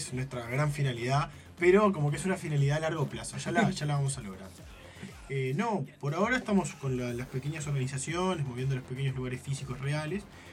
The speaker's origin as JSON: {"language": "Spanish", "region": "Tacuarembó", "country": "Uruguay", "said": "Yo vengo de un pueblo perdido en el universo que es Uruguay. Yo vengo de Tacuarembó, en el cual tenía que subirme a un bondi y meter unos 100 kilómetros para ir a Rivera."}